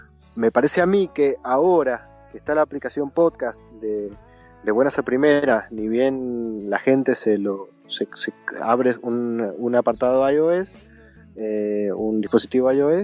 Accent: Mendoza, Argentina; Pero yo soy de Mendoza, que es la tierra del vino, fundamentalmente del Malbec.

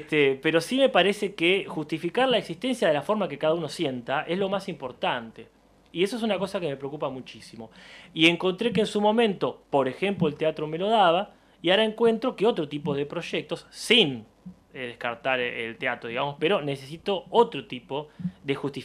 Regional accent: La Plata, Buenos Aires Province, Argentina; como platense nacido y criado que soy

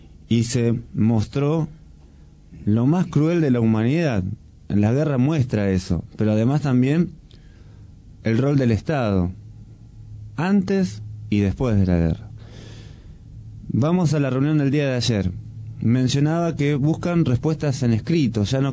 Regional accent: Argentina; revisarnos como argentinos en nuestra propia historia

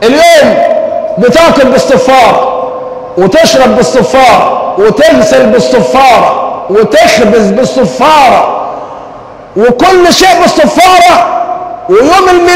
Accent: Egypt; وأزمتنا كمصريين أزمة حب

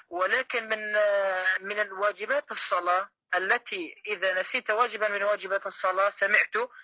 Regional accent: Syria; أنا من سوريا

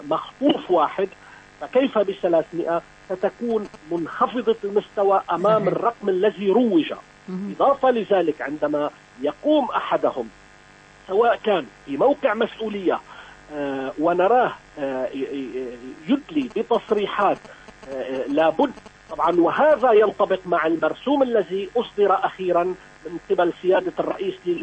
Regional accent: Syria; أنا كمواطن سوري مباشرة أقول

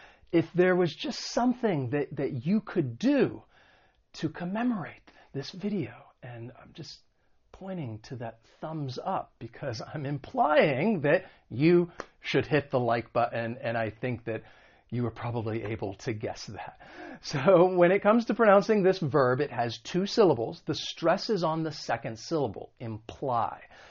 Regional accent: United States; accent: American; when it comes to the American accent, because I'm from the United States

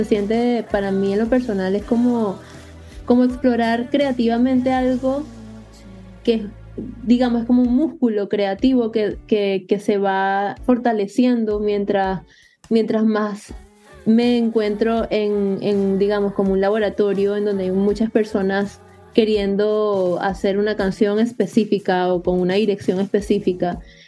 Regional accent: Venezuela; now in United States; Luego me mudé del país, me fui de Venezuela a Estados Unidos y en Estados Unidos comencé a ver clases de música también.

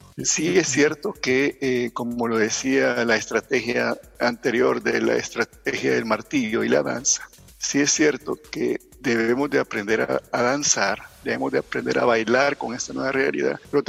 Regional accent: El Salvador; Ahora pues nos queda a nosotros como población salvadoreña tomar nuestras medidas

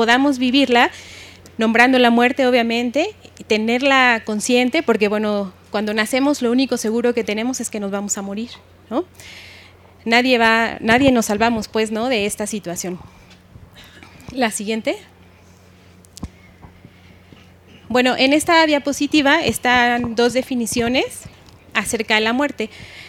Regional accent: Mexico; nosotros como mexicanos

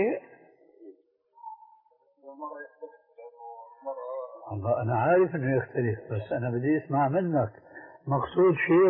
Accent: Syria; في بنطلون عندنا في الشام مضى عليه زمن

